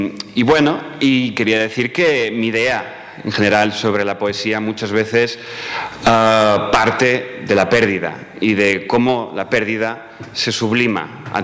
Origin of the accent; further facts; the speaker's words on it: Spain; first language Catalan; Spanish is a second language; mi lengua materna es el catalán y aunque tiendo a escribir en castellano, no estoy parando de traducir en todo momento